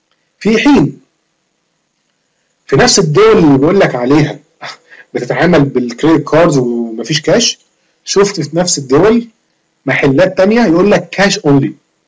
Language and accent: Arabic; Egypt; احنا كمصريين مش دولة كل يوم بنقوم على زلزال